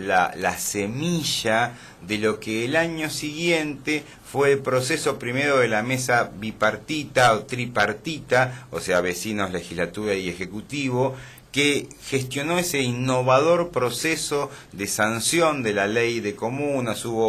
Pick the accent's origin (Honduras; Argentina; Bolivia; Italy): Argentina; Más allá de que yo soy descendiente de franceses … yo soy profundamente argentino y vivo en un lugar donde la gente habla español.